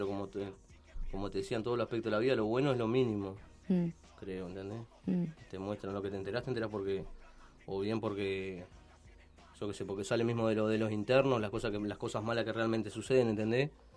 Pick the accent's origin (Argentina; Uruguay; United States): Uruguay; San José; Yo soy de San José